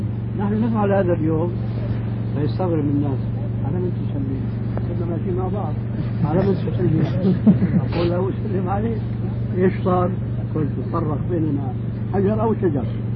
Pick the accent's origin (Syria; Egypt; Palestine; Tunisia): Syria; يعني كما يقولون عندنا في الشام